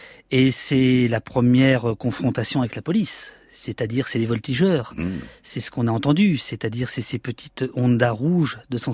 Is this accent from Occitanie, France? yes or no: no; Poitiers, Nouvelle-Aquitaine, France; mais moi j'ai 18 ans, je viens de Poitiers